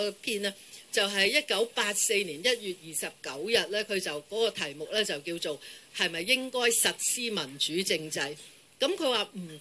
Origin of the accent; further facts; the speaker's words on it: Hong Kong; 我哋係好覺得我哋根本咧又唔係大陸嘅人，又唔係台灣嘅人。又不是英國人，又不是美國人，我們是香港人。